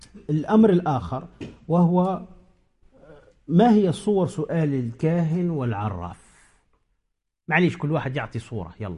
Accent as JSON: {"language": "Arabic", "country": "Tunisia", "said": "عندنا في تونس"}